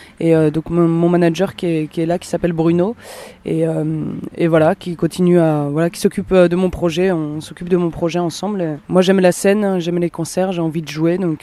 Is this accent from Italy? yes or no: no; Nantes, Pays de la Loire, France; je viens de Nantes. Je suis contente.